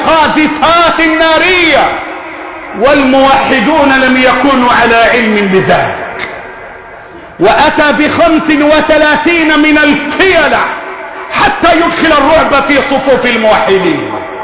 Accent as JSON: {"language": "Arabic", "country": "Egypt", "said": "اللهم احفظ بلدنا مصر"}